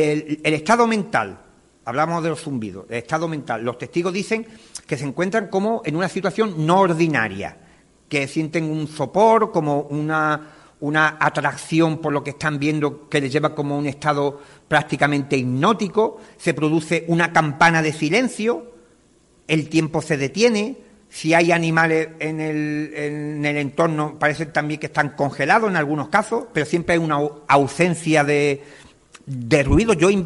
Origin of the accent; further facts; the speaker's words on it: Cádiz, Andalusia, Spain; born there; Yo nací en Cádiz, no tengo otro.